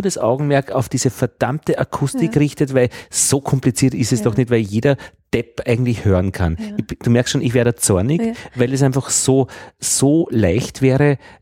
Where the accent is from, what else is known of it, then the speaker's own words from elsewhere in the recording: Austria; Ist der Graubereich, aber da sind wir Österreicher eh gut.